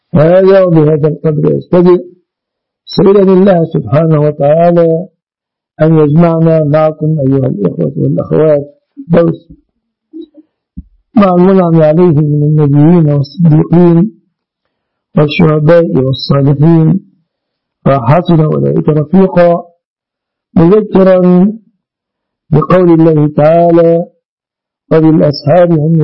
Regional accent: Egypt; اللهم احفظ بلادنا مصر آمنة مطمئنة وسائر بلاد المسلمين يا رب العالمين

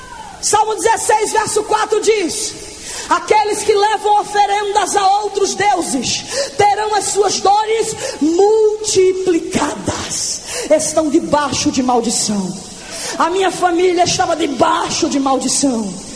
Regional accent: Recife, Pernambuco, Brazil; com a minha avó eu fui criada até os 10 anos de idade, ali na cidade de Recife, capital de Pernambuco. Sou pernambucano de nascimento, nordestina.

